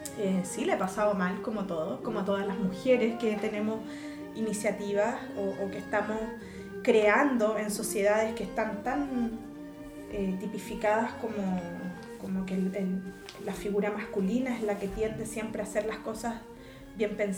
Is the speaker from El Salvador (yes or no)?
no; Chile; Nosotros somos una cultura, soy chilena, ¿sí? Soy chilena y nuestra mixtura esencial, más allá de ser mestizo.